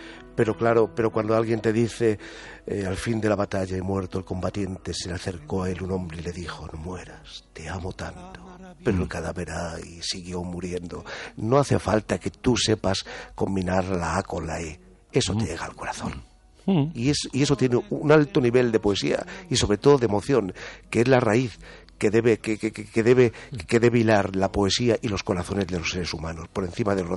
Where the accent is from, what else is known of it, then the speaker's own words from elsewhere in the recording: Leganés, Community of Madrid, Spain; en mi pueblo, Leganés